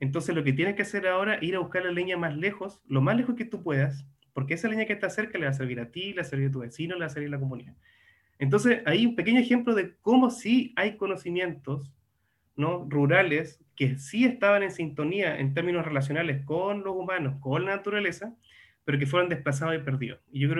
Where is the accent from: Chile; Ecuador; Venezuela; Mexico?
Chile; southern Chile; Yo soy del sur de Chile, y nos encontramos en un lugar, estábamos en la playa mirando el mar